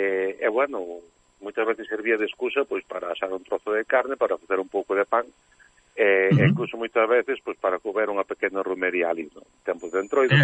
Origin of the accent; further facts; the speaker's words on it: Galicia, Spain; Eu son enamorado da nosa terra, do noso país, non? Pero, bueno, da miña terra, que é onde vivín sempre